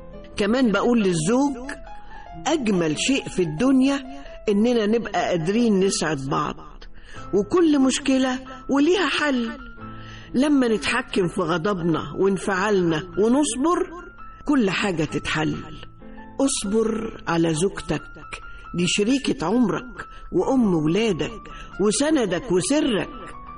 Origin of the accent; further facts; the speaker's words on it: Egypt; ورباط البيوت عندنا في مصر يعني